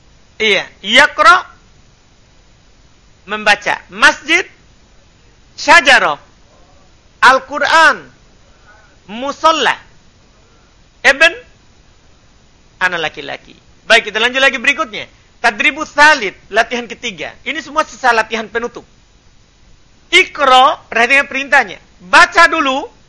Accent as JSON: {"language": "Indonesian", "town": "Makassar", "region": "South Sulawesi", "country": "Indonesia", "said": "Cuma karena kita orang Makassar, ya kan semuanya nenek."}